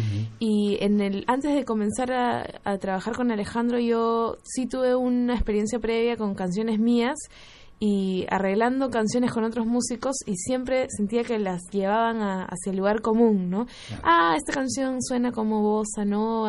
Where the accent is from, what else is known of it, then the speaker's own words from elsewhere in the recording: Lima, Peru; nosotros venimos de Lima, Perú.